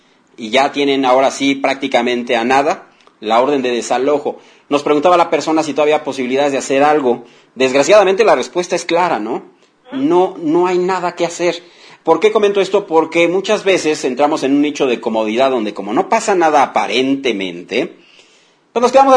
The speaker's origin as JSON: {"language": "Spanish", "region": "Mexico City", "country": "Mexico", "said": "yo me estaba rostizando como buen chilango. Soy muy chillón con el cambio de clima."}